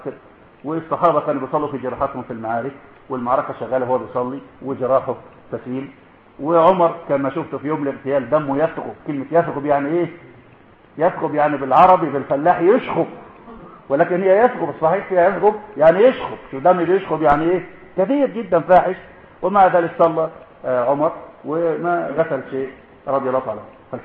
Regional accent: Egypt; ما عندنا في مصر كتير كله زعيمه

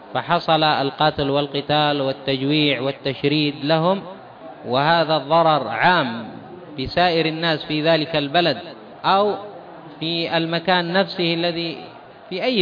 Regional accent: Yemen; مثلا عندنا في اليمن حصل

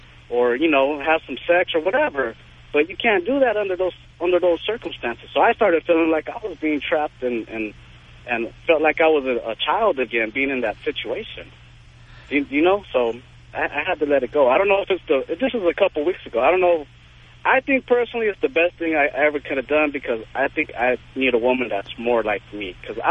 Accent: Puerto Rico; I mean, I'm Puerto Rican. I'm from Puerto Rico.

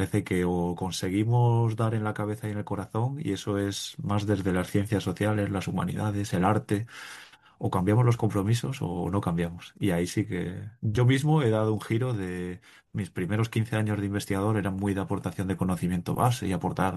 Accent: Cantabria, Spain; yo soy de aquí de Cantabria y vivo en Torlavega.

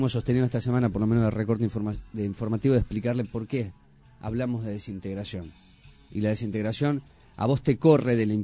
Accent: Lomas de Zamora, Buenos Aires Province, Argentina; Somos de Lomas de Zamora. Aquí arrancamos con este colectivo de papel. Ahí nos conocimos una década atrás en el tiempo. Nos reconocemos como parte de esta zona del conurbano bonaerense.

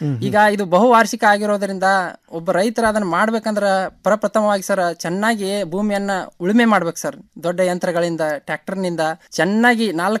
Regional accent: Hirur, Karnataka, India; ನಮ್ದು ಬೆಳಗಾವಿ ಜಿಲ್ಲೆಯ ಸವದತ್ತಿ ತಾಲೂಕಿನ ಹಿರೂರು ಗ್ರಾಮ ಸರ್.

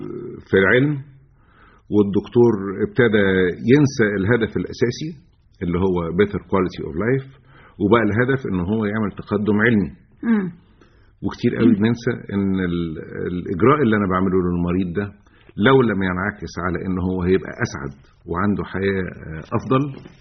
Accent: Egypt; مش عندنا في مصر

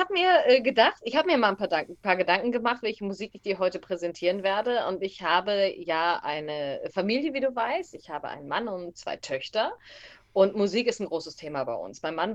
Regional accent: Stade, Lower Saxony, Germany; Ich bin ja auch aus dem Hamburger Land. Ich bin ja ein Stader Kind. Und bin in Hamburg dann zu meiner Ausbildung bei Schwarzkopf TV gewesen

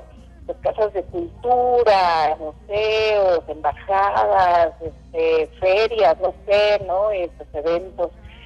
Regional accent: Mexico; muchas veces nos identifican como mexicanos

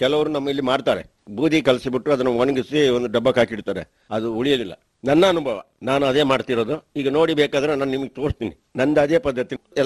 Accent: Karnataka, India; ಹಾಗೆ ನನ್ನ ಸ್ವಂತ ಊರಿಗೆ ಬಂದು ನಾನು ಕೊಡಗಿನಲ್ಲಿ ದೇವಸ್ತೂರು ಗ್ರಾಮದಲ್ಲಿ ಹಾಲಿಯಾಗಿ ಒಳೆದು ತೋಟಗಳನ್ನು ಮಾಡಿಕೊಂಡು

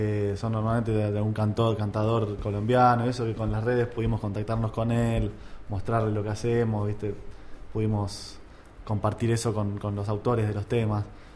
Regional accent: Argentina; Todos somos argentinos

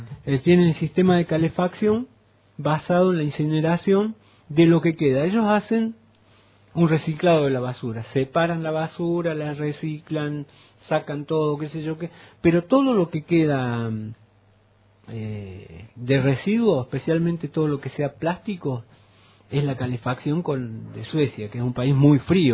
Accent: Río Cuarto, Córdoba, Argentina; Río Cuarto, mi pueblo natal, Coronel Baigorria.

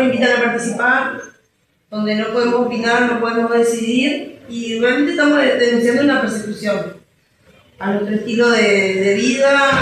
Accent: Paraguay; born there; yo soy nacida en Paraguay

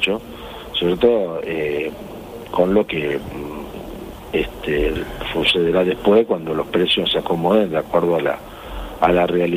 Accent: Argentina; En este momento es uno de los puntos turísticos más importantes que hay en mi país, ¿no?

